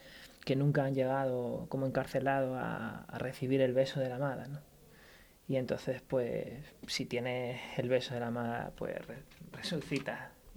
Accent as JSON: {"language": "Spanish", "town": "Málaga", "region": "Andalusia", "country": "Spain", "said": "Yo soy de Málaga. Mi madre es francesa, ajá, mi padre es español."}